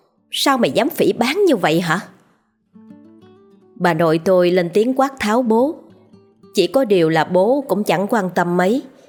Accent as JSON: {"language": "Vietnamese", "region": "Hai Hung", "country": "Vietnam", "tie": "born or raised there", "said": "Tôi sinh ra và lớn lên ở miền Bắc, thuộc tỉnh Hải Hưng cũ."}